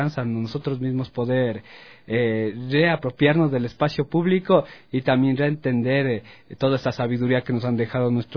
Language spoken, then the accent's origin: Spanish; Pichincha, Ecuador; en mi pueblo, en alrededor del Ilaló.